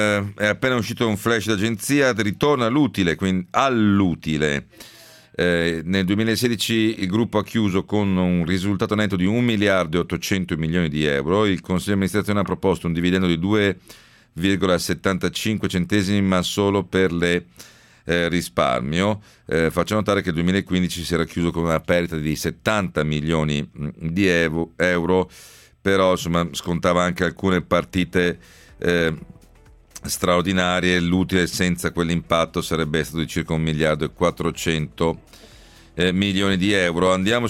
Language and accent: Italian; Lecce, Apulia, Italy; glielo dico da leccese